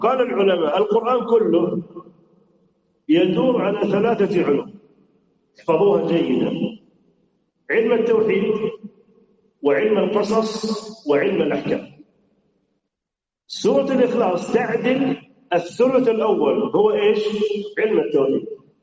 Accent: Saudi Arabia; زي بلادنا السعودية

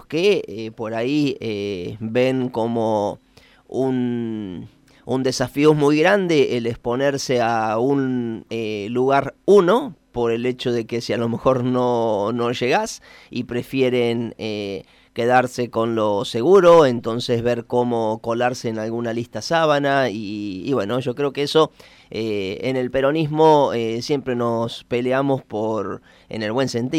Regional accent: Toay, La Pampa, Argentina; nosotros quienes nacimos en Toay, yo tengo 48 años, y siempre escuchamos, o sea, los chicos de mi edad, o sea, aprendimos a vivir en un pueblo en donde era muy difícil todo

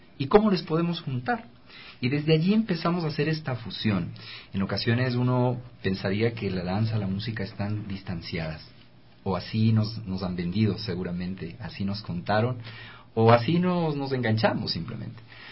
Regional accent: Ecuador; y qué mejor hacerlo también como ecuatoriano

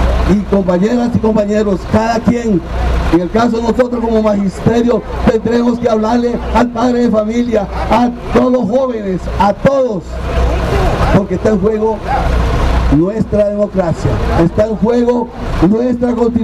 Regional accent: Costa Rica; no lloremos mañana lo que no hemos sabido defender como personas, como costarricenses.

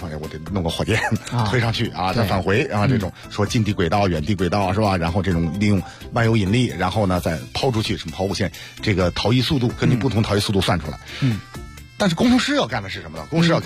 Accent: China; 但是这个是这样，真，你比如说我们中国人担任了联合国

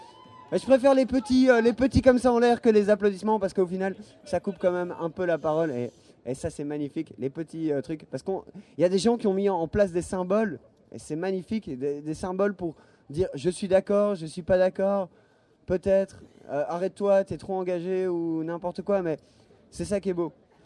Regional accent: Belgium; je suis belge et je bois une bière polonaise.

